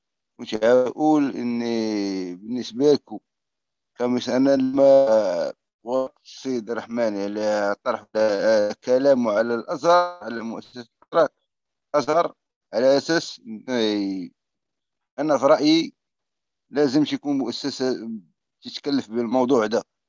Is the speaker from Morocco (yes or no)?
yes; Morocco; الزواج عندنا كمغربي